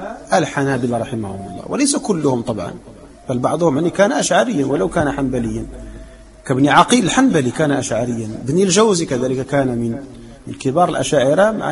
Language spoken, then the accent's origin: Arabic; Morocco; نحن مغاربة ونطلب بالرجوع إلى ما كان عليه المغاربة منذ الفتح